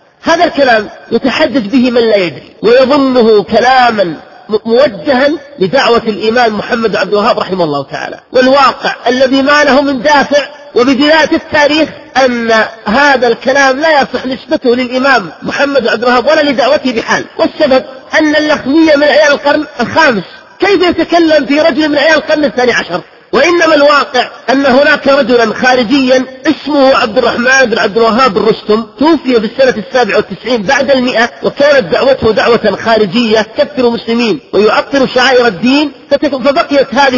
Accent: Najd, Saudi Arabia; ممن نشأوا في بلادي نجد بالتحديد

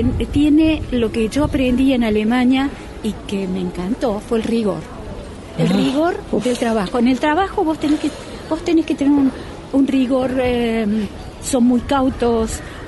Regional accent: Córdoba, Argentina; Yo soy de Córdoba.

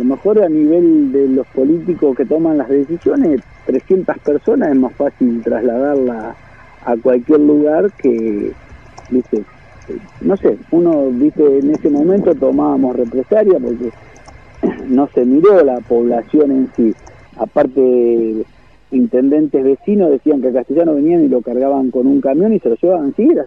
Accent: Argentina; y la bandera argentina, que porque también nos hace notar que también somos argentinos, que somos poquitos.

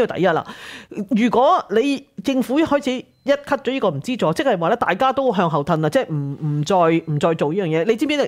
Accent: Hong Kong; 那你想想怎麼會不關我們香港人事呢？

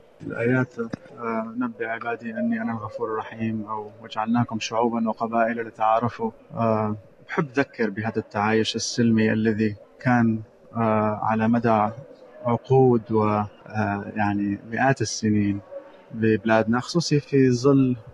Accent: Damascus, Damascus Governorate, Syria; also born or lived in Arab world; أنا سوري من دمشق لكن عشت في الوطن العربي يعني وتربيت فيه

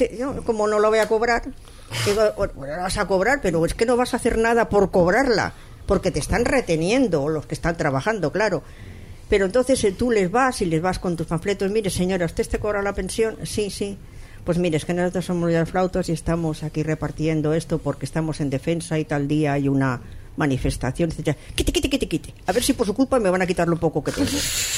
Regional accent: Barcelona, Catalonia, Spain; Yo soy de Barcelona, yo soy nacida en Barcelona y tengo familia allí.

